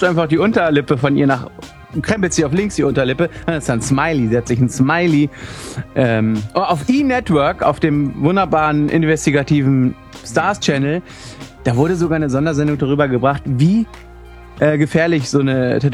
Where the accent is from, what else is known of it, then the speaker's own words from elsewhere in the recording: Northern Germany, Germany; ich als Norddeutscher